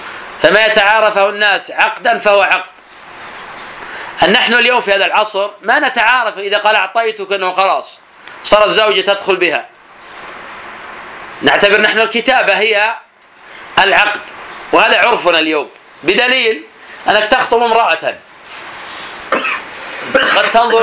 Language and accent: Arabic; Najd, Saudi Arabia; كما يفعل الآن بعض الناس في عادة عندنا في نجد